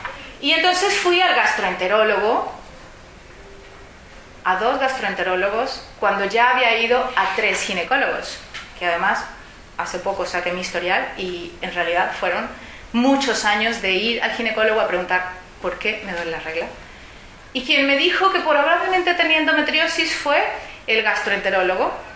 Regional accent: Mexico; yo soy mexicana y ahí existen las pastillas sin cólico

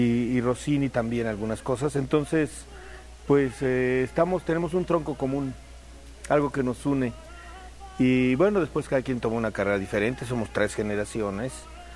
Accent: Mexico; now in Germany; En realidad aquí somos tres tenores mexicanos

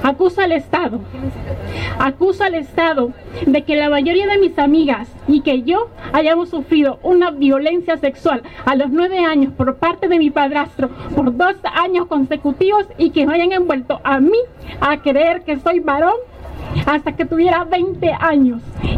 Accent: Choluteca, Honduras; Yo soy de la zona sur, soy de Choluteca y soy de un pueblo.

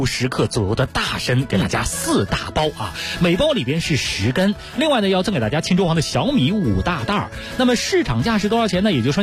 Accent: Beijing, China; 在我们北京人心目当中呢也是非常的有地位，

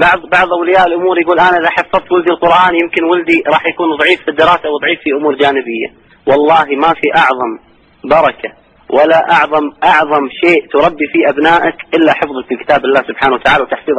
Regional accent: Kuwait; الموجودين عندنا في الكويت

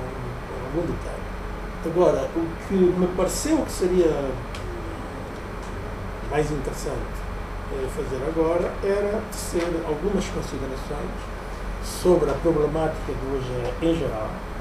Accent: Cuanza Sul, Angola; born there; Nasci no Cão do Sul, sou agrónomo

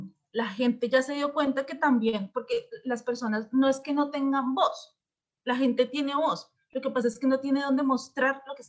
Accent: Colombia; nosotros como colombianos en Argentina, en Nueva York, en Canadá, en Francia, nos estemos movilizando

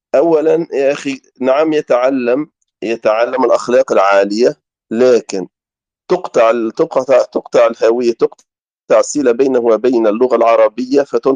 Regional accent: Tunisia; now in France; هو تربى هنا في فرنسا يا أخي، وأنا تربيت في تونس

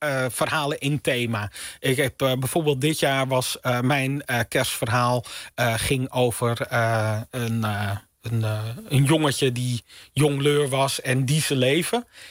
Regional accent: North Holland, Netherlands; ik kom dus uit de Zaanstreek.

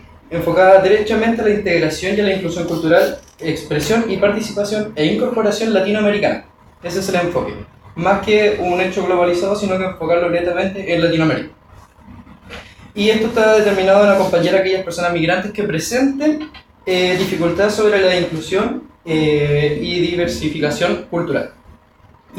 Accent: Chile; sino que también hacia nosotros mismos como chilenos

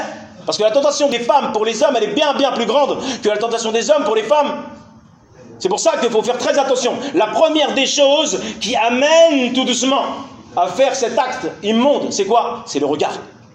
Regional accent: Algeria; Certes, je suis algérien, certes, c'est un libyen ou un sénégalais, c'est pas un problème.

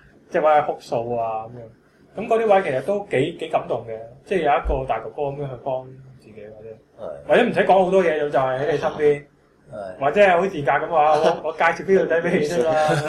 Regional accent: Hong Kong; 同埋有時我哋香港人好奇怪

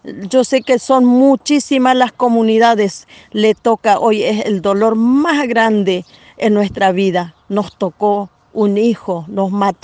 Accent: Roque Sáenz Peña, Chaco, Argentina; Somos de acá de Roque Sáenz Peña.

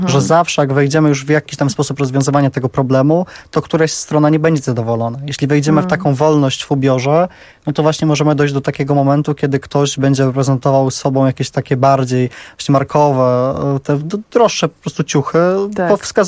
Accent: Warsaw, Masovian Voivodeship, Poland; ja tutaj jestem z Warszawy

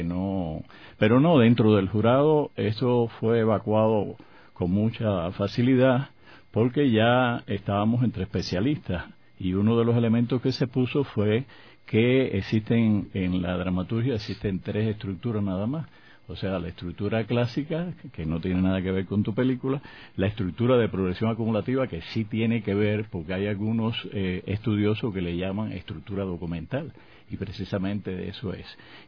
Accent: Cuba; éramos dos extranjeros dentro del, estaba el colombiano y estaba yo como cubano

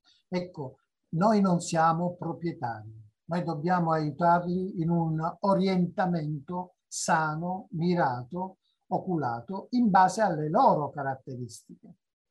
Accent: Sicily, Italy; io l'ho scritta per la mia terra e quindi saluto tutti gli amici siciliani che ci stanno vedendo

